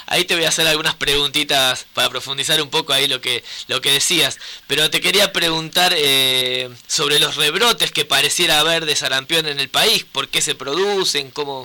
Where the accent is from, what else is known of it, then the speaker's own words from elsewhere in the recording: Las Chacras, Córdoba, Argentina; aquí en Las Chacras, en mi pueblo.